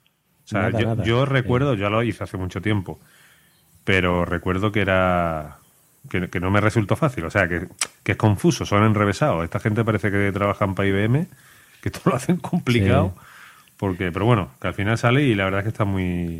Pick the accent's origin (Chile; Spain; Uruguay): Chile; moved away; desde que vine de Chile hasta aquí